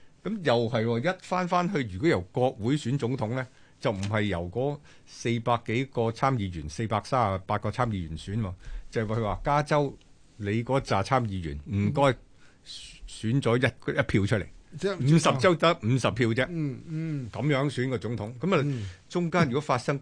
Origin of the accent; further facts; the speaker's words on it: Guangdong, China; 紙鼻哥喎，我哋廣東人講係咪？